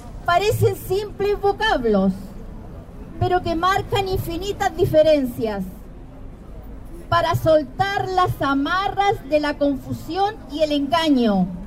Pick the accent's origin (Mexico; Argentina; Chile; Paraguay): Chile; now in Madrid, Spain; soy chilena, que vivo aquí en Madrid